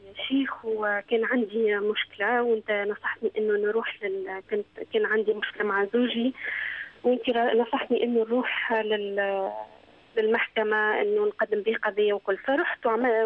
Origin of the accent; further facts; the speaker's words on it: Tunisia; now in Dubai, United Arab Emirates; ما نقدرش نرجع ونشتغل أنا وضعي في تونس سيء جدا